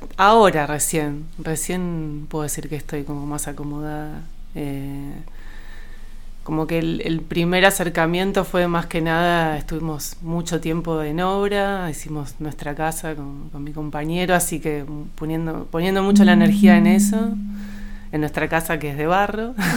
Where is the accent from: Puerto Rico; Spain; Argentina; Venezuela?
Argentina; Buenos Aires; moved away as an adult; nací en Buenos Aires, en Capital Federal, un 8 de febrero. Y bueno, vivía en Buenos Aires hasta los 30 y pico, siempre muy con el deseo de vivir en la naturaleza, queriendo irme de la ciudad